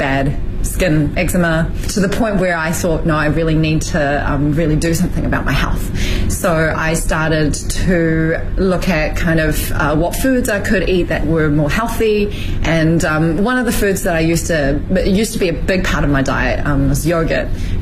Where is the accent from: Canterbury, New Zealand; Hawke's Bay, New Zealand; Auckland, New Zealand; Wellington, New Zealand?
Auckland, New Zealand; now in Beijing, China; I'm from Auckland, New Zealand, and I am the founder and CEO of Yayo Coconut Yogurt here in Beijing.